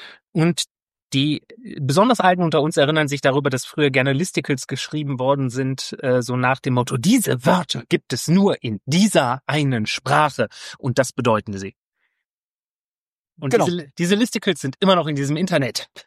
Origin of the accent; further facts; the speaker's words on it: Rhineland, Germany; Ich bin Rheinländer, ich kann kein MSCH hintereinander aussprechen, ohne da ein P oder ein T reinzumachen.